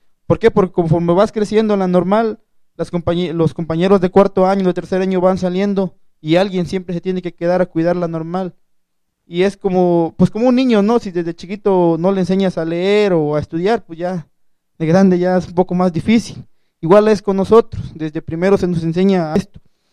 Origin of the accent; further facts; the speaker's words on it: Tixla, Guerrero, Mexico; Y como la normal está en Tixla, yo soy de Tixla de Guerrero